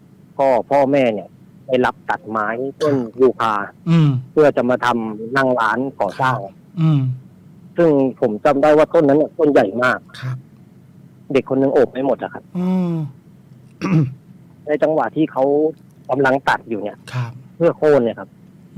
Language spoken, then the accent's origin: Thai; Kamphaeng Phet, Thailand; บ้านเกิดผมอยู่กำแพงเพชร